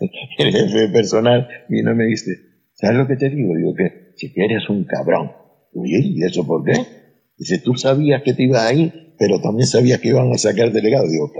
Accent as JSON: {"language": "Spanish", "region": "Canary Islands", "country": "Spain", "accent": "Canarian", "said": "Y el acento canario, la verdad que sí se lo di porque soy más mal hablado."}